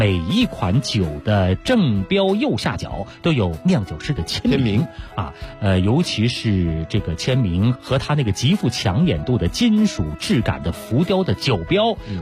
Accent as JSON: {"language": "Chinese", "country": "China", "said": "特别适合我们中国人的口味啊。"}